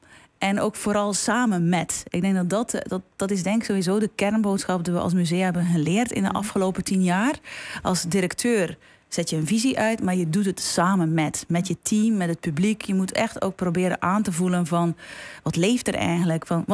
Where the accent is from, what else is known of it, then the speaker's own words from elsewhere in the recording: Belgium; now in Netherlands; En ik kom zelf uit België. In Nederland heb ik ook moeten wennen van hoe functioneren dingen.